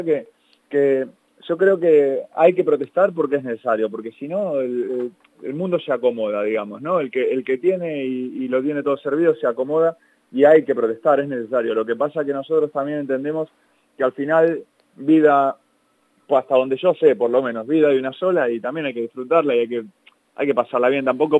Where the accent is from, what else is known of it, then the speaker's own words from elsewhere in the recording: Buenos Aires, Argentina; now in Spain; Yo soy de Buenos Aires, de Argentina